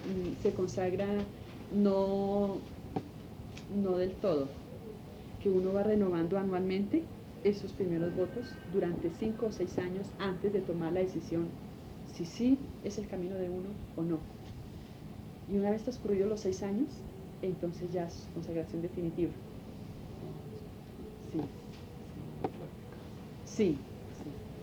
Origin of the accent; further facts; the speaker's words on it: Quindío, Colombia; A ver, yo nací en el Quindío, yo soy quindiana, pero mis padres son del Tolima y tengo 2 hermanos que son del Tolima y 2 hermanos que son del Llano